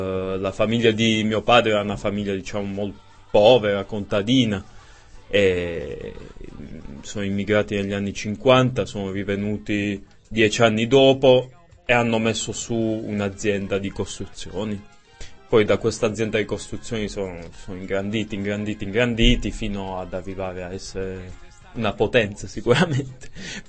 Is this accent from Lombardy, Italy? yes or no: no; Locorotondo, Apulia, Italy; io vengo da un piccolo paese, Locorotondo.